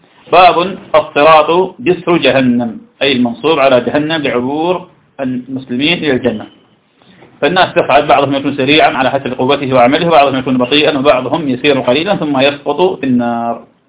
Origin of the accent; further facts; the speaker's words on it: Iraq; درس عندنا في العراق